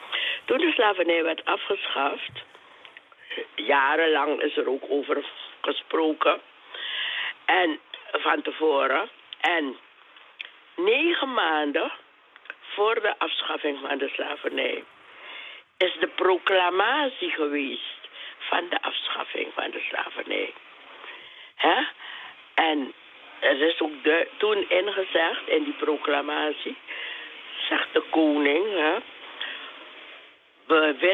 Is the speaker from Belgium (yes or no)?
no; Suriname; We moeten als Surinamers moeten we ook goed nadenken